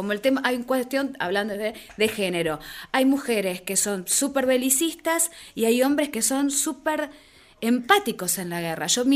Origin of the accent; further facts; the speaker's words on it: Argentina; por lo menos como yo, como argentina, para mí tenía esa identificación.